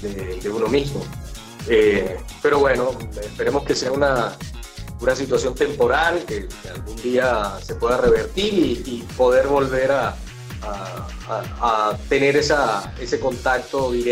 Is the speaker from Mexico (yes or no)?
yes; Mexico; de alguna manera, tengo que compensar ese dinero que no voy a ganar aquí en mi país, en el otro trabajo, para poder ir.